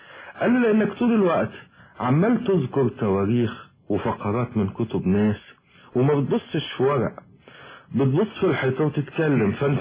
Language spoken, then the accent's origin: Arabic; Alexandria, Alexandria Governorate, Egypt; also born or lived in Sohag; ولدت في السوهاج وجيت عندي حوالي 6-7 شهور ونشأت في اسكندرية يعني بعيدا عن والدي.